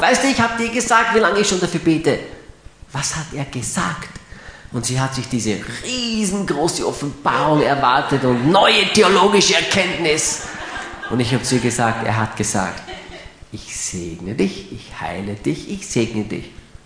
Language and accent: German; Graz, Styria, Austria; Steirer bleiben gesund, nicht wahr? Ich bin ja ein Grazer.